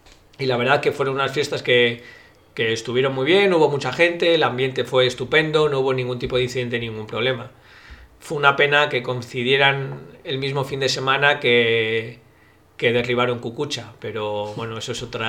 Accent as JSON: {"language": "Spanish", "town": "Barakaldo", "region": "Basque Country", "country": "Spain", "said": "gente de mis amistades que igual no son de Bilbao, yo soy de Baracaldo"}